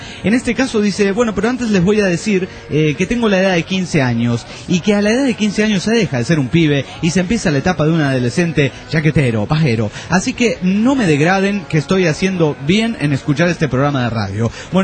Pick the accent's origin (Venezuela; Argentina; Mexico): Mexico; yo como mexicano les doy una buena razón. Un ¡Viva México!